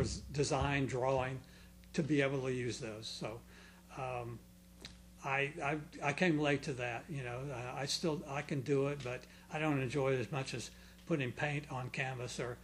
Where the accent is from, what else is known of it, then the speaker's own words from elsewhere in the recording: Clearwater, Florida, United States; I'm from here. I'm from Clearwater.